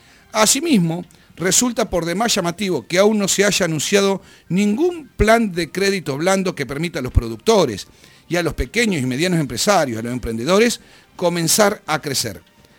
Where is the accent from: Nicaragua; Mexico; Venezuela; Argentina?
Argentina; como consumidores, como argentinos